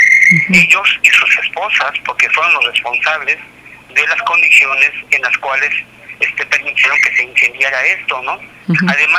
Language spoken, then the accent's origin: Spanish; Sonora, Mexico; no como sonorense, sino como ciudadano del país